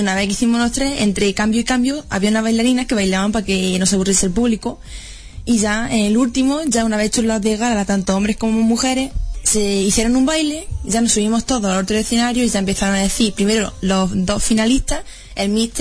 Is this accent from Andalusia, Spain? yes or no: yes; Jódar, Andalusia, Spain; Pues eso me da mucho orgullo para mi pueblo, sobre todo.